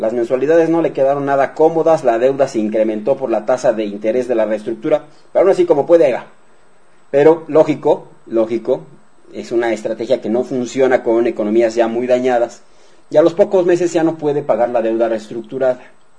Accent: Mexico; Esa es la realidad, así somos los mexicanos.

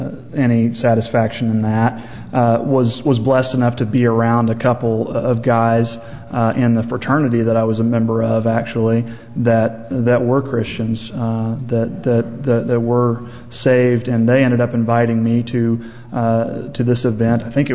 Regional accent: Fayetteville, United States; I grew up in the Methodist church. I grew up going to Sequoia United Methodist here in Fayetteville, actually.

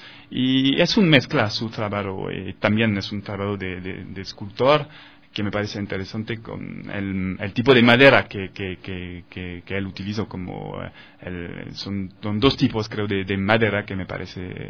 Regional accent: France; Spanish is a second language; now in Ecuador; promover la cultura ecuatoriana en mi país, en Francia, en París y otras ciudades de Francia.

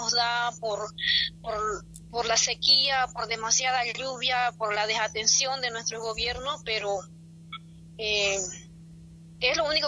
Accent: Riberalta, Beni, Bolivia; Así que yo desde acá, desde mi pueblo Riberalta, solo decirle que tenemos que trabajar bastante

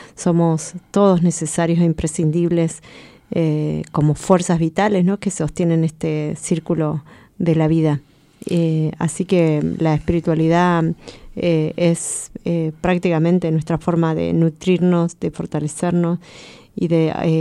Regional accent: Chubut, Argentina; Yo vengo de Puel Mapu. Vengo de la provincia, hoy llamada provincia de Chubut, que queda al sur de la Patagonia, del lado bajo administración argentina. Y bueno, los mapuches somos una nación milenaria, que somos una nación sin estado

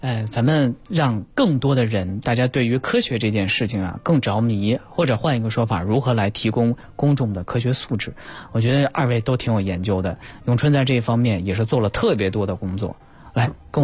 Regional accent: Lanzhou, Gansu, China; now in Beijing, China; 你这个像我老家兰州肯定就听不见

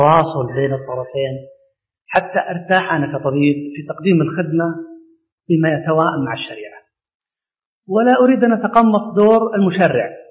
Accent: Saudi Arabia; لأن عندنا في السعودية من فترات طويلة جدا

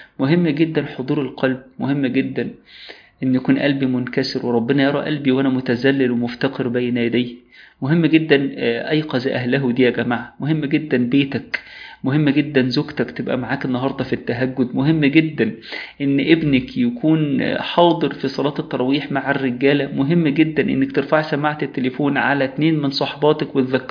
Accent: Egypt; كون إن هي مش عندنا في مصر ليلة وترية،

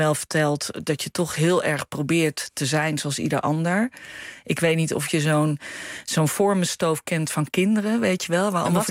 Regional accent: Breda, North Brabant, Netherlands; Wij komen uit Breda en toen hadden we zoiets, we willen iedereen de kans geven om een keer te komen.

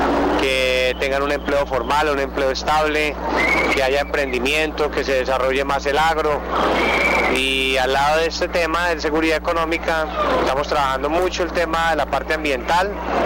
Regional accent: Armenia, Quindío, Colombia; born there; mis orígenes acá en Antioquia. … viene de Borral, mi familia está acá en Medellín y yo soy nacido en Armenia.

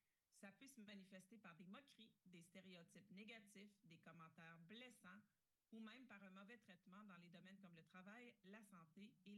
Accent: Quebec, Canada; juste le fait que ça soit enfin offert chez nous au Québec en français

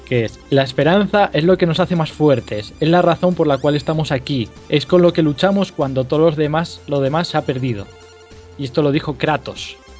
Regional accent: Asturias, Spain; Aquí los tres somos asturianos

